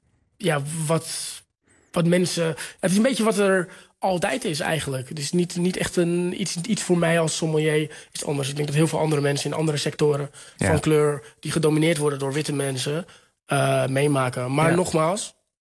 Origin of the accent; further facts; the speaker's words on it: Texel, North Holland, Netherlands; also born or lived in Lisbon, Portugal; Ik ben wel opgegroeid. Nee, dat maakt niet uit. Ik ben wel opgegroeid op Texel.